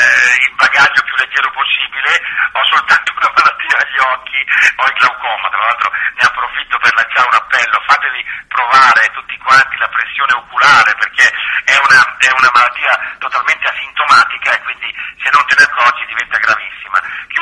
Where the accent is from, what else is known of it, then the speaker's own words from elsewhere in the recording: Mantua, Lombardy, Italy; now in Bologna, Italy; questa mia patria di adozione, perché ripeto vengo dalla Lombardia, ma ho veramente ammirato i bolognesi per la loro capacità di intessere relazioni.